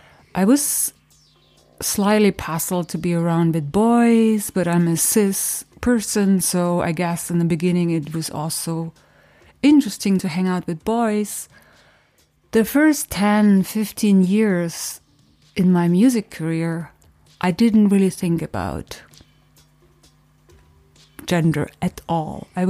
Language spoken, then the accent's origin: English; East Germany, Germany; English is a second language; I started out, well, I grew up in East Germany in a communist, like I'm raised communist, and I was raised in a socialist, realist kind of situation